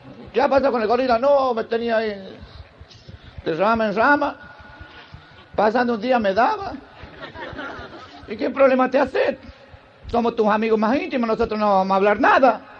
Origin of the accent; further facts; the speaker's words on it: Santiago del Estero, Argentina; Yo también soy de Santiago, pero del Estero.